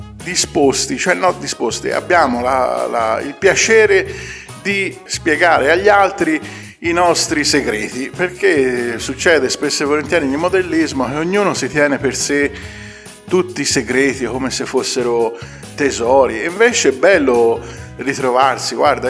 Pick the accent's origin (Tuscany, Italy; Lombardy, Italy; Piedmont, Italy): Tuscany, Italy; Ambra; noi che siamo di Ambra